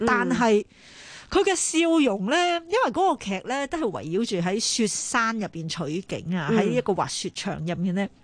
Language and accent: Cantonese; Hong Kong; 我哋香港人